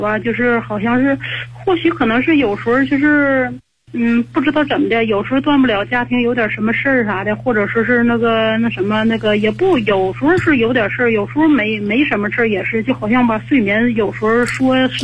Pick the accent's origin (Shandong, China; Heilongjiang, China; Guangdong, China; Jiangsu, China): Heilongjiang, China; now in Hebei, China; 哎，我是黑龙江人。